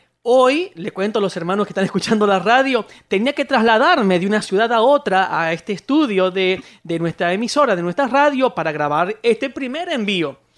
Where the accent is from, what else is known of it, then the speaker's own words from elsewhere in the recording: Argentina; somos de Argentina, y aquí los políticos tienden mucho a mentir